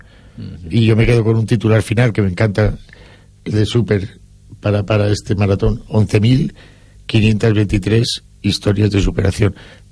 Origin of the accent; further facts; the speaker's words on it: Valencian Community, Spain; Yo tres veces agradecido como valenciano, como amante del deporte